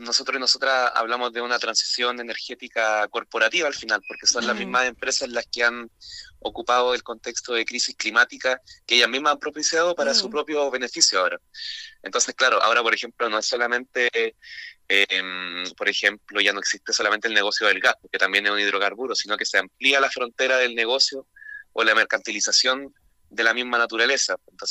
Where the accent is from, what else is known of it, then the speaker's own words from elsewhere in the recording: Concepción, Biobío, Chile; El año pasado este encuentro se realizó acá en Concepción. Yo soy de Concepción